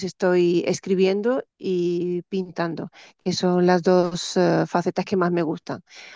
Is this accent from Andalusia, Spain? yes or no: yes; Málaga, Andalusia, Spain; now in Mijas, Spain; soy malagueña, vivo en una población junto al mar que se llama Mijas. La Costa del Sol.